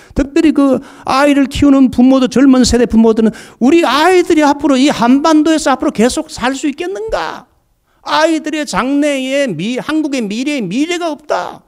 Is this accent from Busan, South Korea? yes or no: yes; Busan, South Korea; also born or lived in Daegu; 저는 대구 부산에서 이렇게 자라난 사람이에요. 그래서 대구 부산에서 자라고 인천에 가서 공부하고 서울에 가서 공부하고 광주에 가서 제가 훈련 받았기 때문에 한국의 5대 중요한 도시는 제가 다 돌았어요.